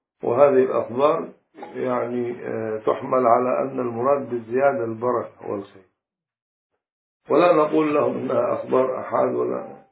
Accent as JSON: {"language": "Arabic", "region": "Upper Egypt", "country": "Egypt", "said": "في مثل عندنا في الصعيد"}